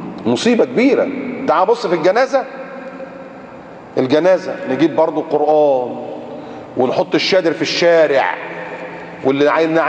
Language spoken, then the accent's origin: Arabic; Egypt; moved away; عارف المشروع عندنا في مصر في بلادنا، المشروع ب 14 راكب السيرفيس، او ساعات اللي كان قبل انا ما امشي من كانت العربيه البيجو السبعه راكب دي